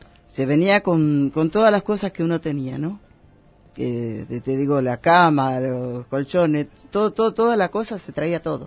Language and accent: Spanish; Concordia, Entre Ríos, Argentina; Nací en Concordia mismo.